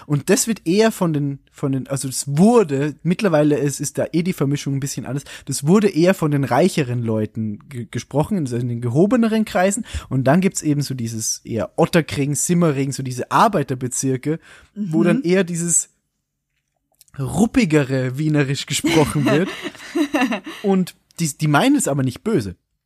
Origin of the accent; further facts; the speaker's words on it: Bavaria, Germany; Also dieses, jo, mei. Ich bin aus Bayern.